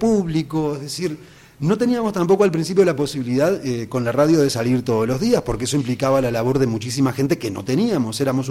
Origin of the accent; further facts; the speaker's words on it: Montevideo, Uruguay; todo tenía que ver exactamente con lo que sucedía en el barrio de La Teja, que es de donde yo vengo.